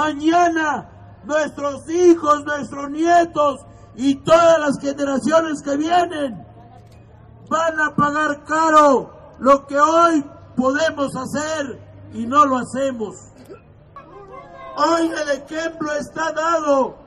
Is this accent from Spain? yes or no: no; Mexico; nosotros como mexicanos tengamos que vivir dignamente en nuestro país